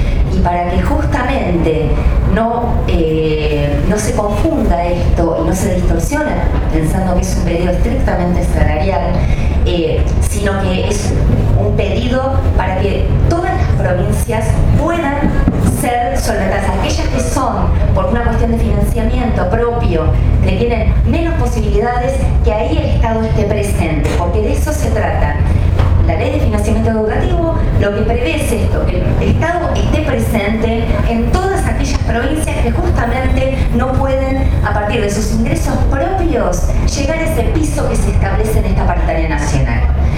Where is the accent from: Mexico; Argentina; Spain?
Argentina; San Carlos de Bariloche, Río Negro; Yo y mi compañera y yo somos de Río Negro, más concretamente de San Carlos de Bariloche.